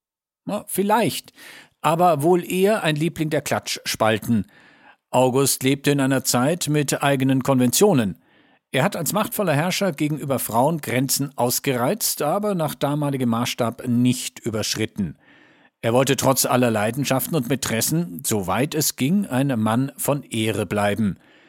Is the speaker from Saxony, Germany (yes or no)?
yes; Saxony, Germany; Als Sachse, der mit dem Mythos groß geworden ist, hätte ich ihn gerne gefragt, wie viele Kinder er wirklich gehabt hat.